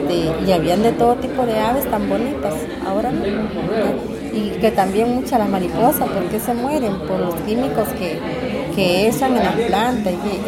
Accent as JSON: {"language": "Spanish", "country": "Nicaragua", "tie": "born or raised there", "also_born_or_lived": "Upala, Costa Rica", "moved": "as an adult", "lives_now": "Costa Rica", "said": "Yo vine de Nicaragua, digamos a los 27 años por ahí, pero cuando yo nací en Upala. Lo que pasa es que como de 6, 7 años mis padres me llevaron a Nicaragua y después volví otra vez."}